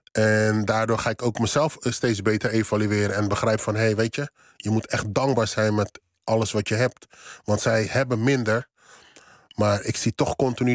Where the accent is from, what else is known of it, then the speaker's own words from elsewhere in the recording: Netherlands; born there; ja, ik ben in Nederland geboren.